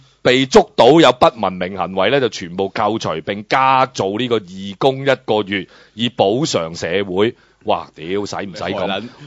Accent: Hong Kong; 我哋香港人

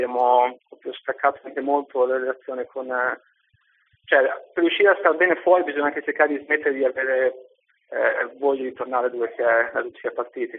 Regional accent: Forlì, Emilia-Romagna, Italy; Sono di Forlì.

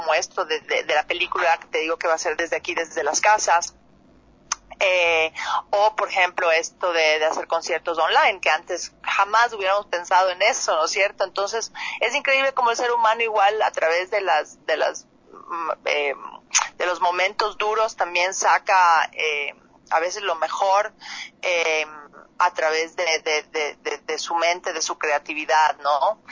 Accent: Ecuador; pero somos varios actores de Ecuador. Está Roberto Manrique, Diego Miñone y yo de Ecuador

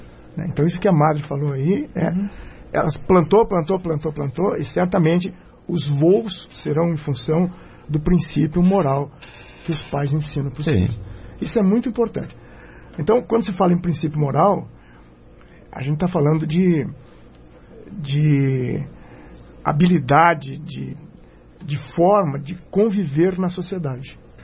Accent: Lages, Santa Catarina, Brazil; Eu sou de Lages.

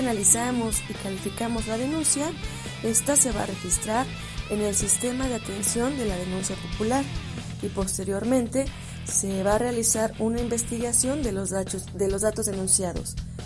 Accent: Mexico; Como mexicanos y mexicanas tenemos el privilegio de poseer una inmensa riqueza natural

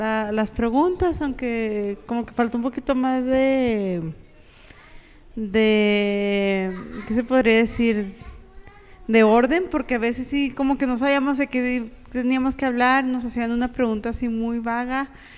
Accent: Ciudad Juárez, Chihuahua, Mexico; nos hicieron una entrevista a algunos comiqueros juarenses

